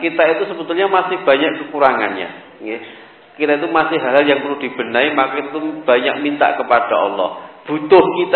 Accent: Surakarta, Central Java, Indonesia; kebetulan saya juga orang Solo

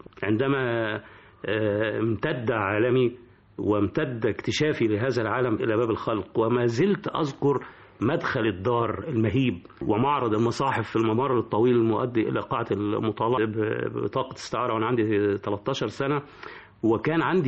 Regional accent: Cairo, Cairo Governorate, Egypt; also born or lived in Upper Egypt; نشأت في الجمالية، فأنا صعيدي المولد قاهري النشأة.

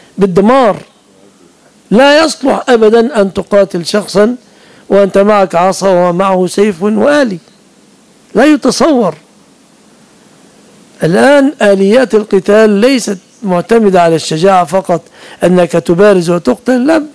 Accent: Egypt; كنا عياذا بالله سنكون من أهل الضلال إذا لم تفتح بلادنا مصر

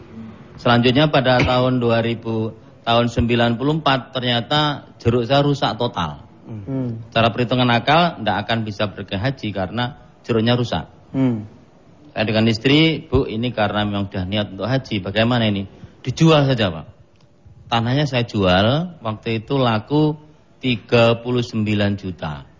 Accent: Banyuwangi, East Java, Indonesia; Saya dari Pulau Jawa Ujung Timur, Banyuwangi.

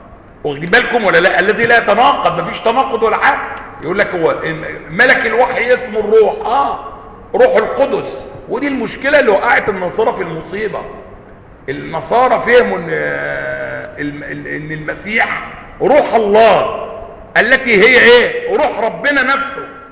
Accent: Egypt; accent: Egyptian; الماء الآسن اللي هو بنقول عليه بلهجتنا المصرية ماء ايه؟ معطن.

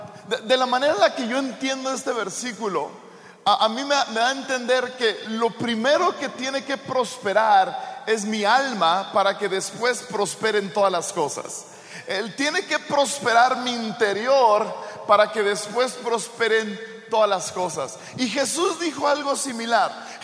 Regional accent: Sonora, Mexico; Y yo crecí en México. A mí me corre machaca por las venas, ¿verdad? Yo soy sonorense y mi esposa es de Sonora.

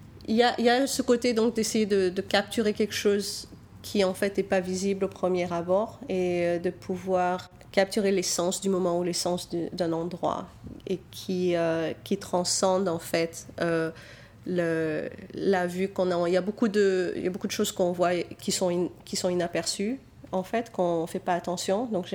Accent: Nice, Provence-Alpes-Côte d'Azur, France; now in United States; j'ai grandi à Nice, en fait, dans les Alpes-Maritimes, dans la montagne, dans un petit village dans l'arrière-pays niçois. Et je suis venue aux États-Unis en 91, donc ça fait plus de 20 ans maintenant que j'habite ici.

